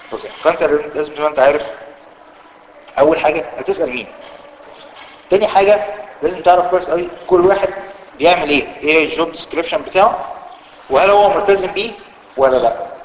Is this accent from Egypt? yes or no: yes; Egypt; هي ممكن هتلاقيها موجوده في الواقع العام عندنا في مصر، هتلاقيها موجوده كتير